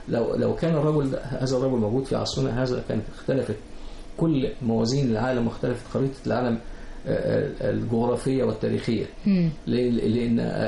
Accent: Egypt; كبار السن هقول لهم I'm from Egypt, I'm Egyptian.

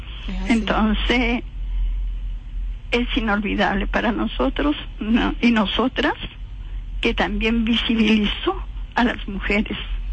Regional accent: Peru; now in Venezuela; dándome la bienvenida como peruana y como vocera del Comité de Tierra

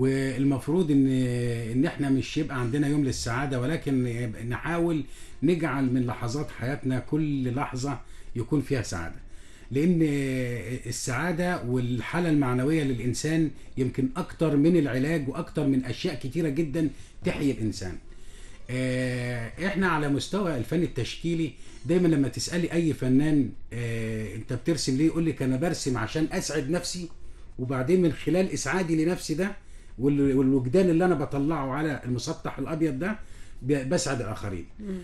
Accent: Egypt; يعني في احتفالات جميلة جدا احنا كلنا بنسعد بها كمصريين

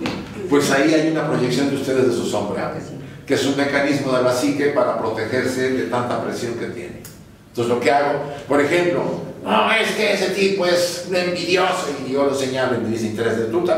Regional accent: Puebla, Mexico; born there; Yo viví mucho eso con un gobernador en Puebla, donde yo nací.

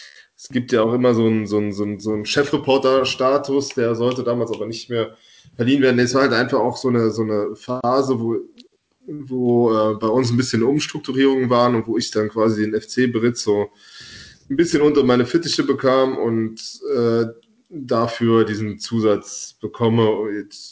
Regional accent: Rhineland-Palatinate, Germany; Klaus Toppmöller, der ist aus Rivenich, das ist ungefähr 8 Kilometer von meinem Heimatort weg. Also da hatten wir so eine Mosellaner-Beziehung

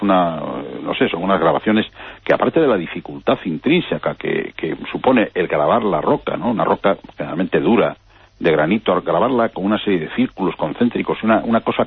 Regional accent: Galicia, Spain; Sí, sí, sí. Bueno, y por supuesto la tenemos en el pueblo, en muy cerca, en Portugal, ¿no?

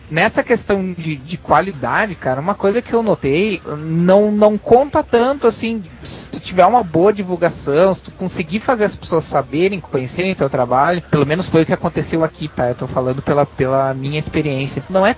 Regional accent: Rio Grande do Sul, Brazil; eu sou do Rio Grande do Sul.

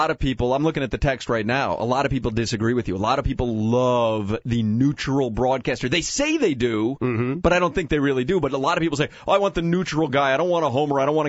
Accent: Chicago, Illinois, United States; I grew up in Chicago, and I used to watch, when I was growing up, Harry Carey actually did the White Sox games.

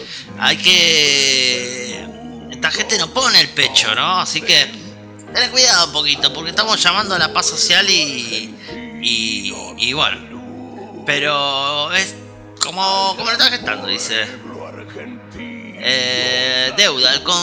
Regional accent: Argentina; no somos argentinos solo cuando juega la selección, como en un rato, sino que lo somos siempre en las buenas y en las malas.

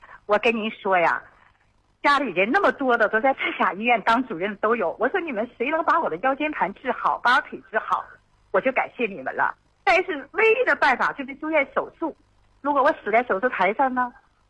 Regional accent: Dandong, Liaoning, China; 我是丹东的患者

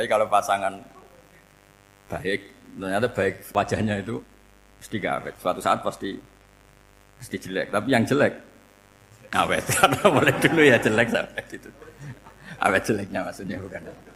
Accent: Rembang, Central Java, Indonesia; kayak saya kan orang Rembang

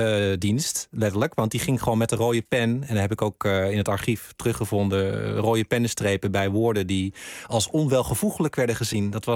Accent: Randstad, Netherlands; En hij was zelf geen Limburger, ik kwam uit de Randstad

